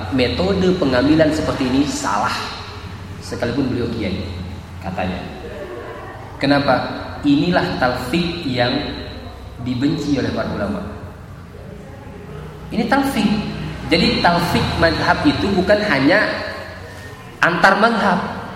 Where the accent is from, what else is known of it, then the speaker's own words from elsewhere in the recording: Java, Indonesia; Saya orang Jawa, asli orang Jawa.